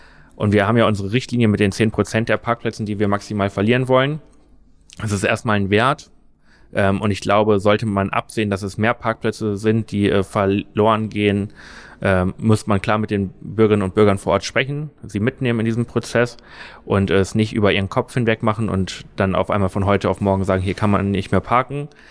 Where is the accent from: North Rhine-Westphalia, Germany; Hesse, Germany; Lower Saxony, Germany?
Lower Saxony, Germany; ich komme aus Niedersachsen, da haben die Schülerinnen und Schüler alle Monatstickets bekommen